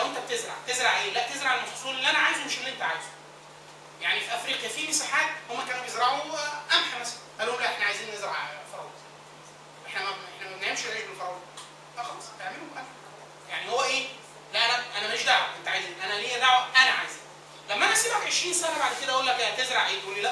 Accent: Egypt; مش عيب ان الواحد اقول ان انا مصري، واقول ان انا عربي

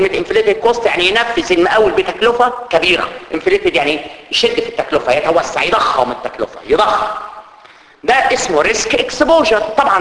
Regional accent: Egypt; والكلام اللي بتحكي عندنا في مصر معروف طبعا

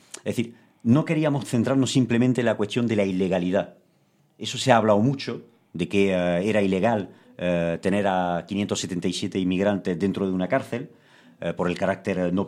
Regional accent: Spain; nosotros, un pueblo como el español, que ha sido un pueblo de inmigrantes

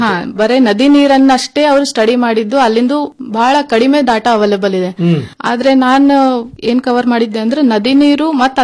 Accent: Karnataka, India; ಮತ್ತು ನಾನು ಅದೇ ಪ್ರದೇಶದಲ್ಲಿ ಬೆಳೆದ್ ಬಂದವಳು

